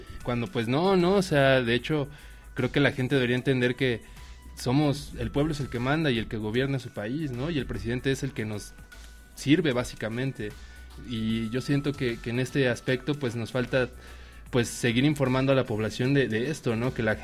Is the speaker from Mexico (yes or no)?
yes; Mexico; Somos mucho más mexicanos, somos millones de mexicanos